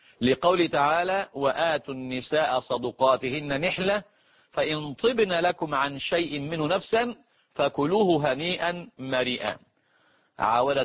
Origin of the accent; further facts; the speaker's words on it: Egypt; الآن طبعا العرف اللي عندنا في مصر ويمكن في بعض البلاد